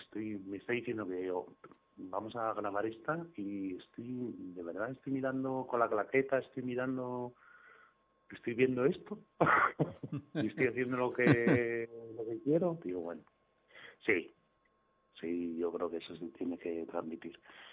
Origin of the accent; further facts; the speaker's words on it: Region of Murcia, Spain; Yo sé que soy de Murcia, pero...